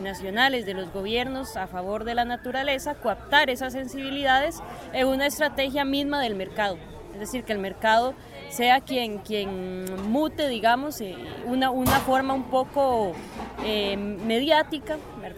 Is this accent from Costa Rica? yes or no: yes; Costa Rica; de Costa Rica